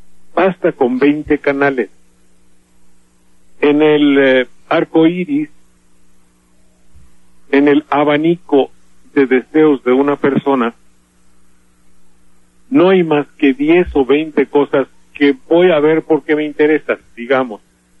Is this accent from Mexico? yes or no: yes; Mexico; El primer verdugo de los mexicanos somos los mexicanos mismos